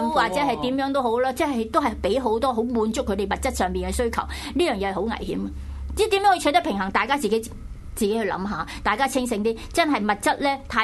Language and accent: Cantonese; Chaozhou, Guangdong, China; 我覺得我哋以前嗰個年代，我哋潮州人咧就好慳嘅